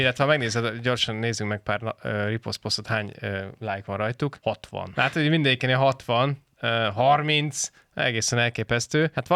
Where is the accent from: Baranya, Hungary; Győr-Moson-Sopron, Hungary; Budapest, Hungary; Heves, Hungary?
Budapest, Hungary; én abszolút budapesti vagyok, hogy fogalmam sincs, mik ezek a mahinációk